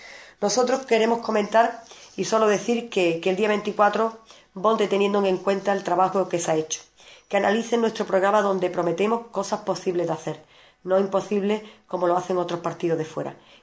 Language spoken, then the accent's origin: Spanish; Ubrique, Andalusia, Spain; Solo trabajaremos en beneficio de nuestro pueblo. No dejo mi pueblo por ninguno de esos organismos. Y esta noche, esta agrupación no va a dar un mitin como es de costumbre. Nosotros queremos estar cerca de todos nuestros vecinos y estaremos en la calle para escucharlos y atenderlos. AICU trabajará por todos los vecinos de Ubrique.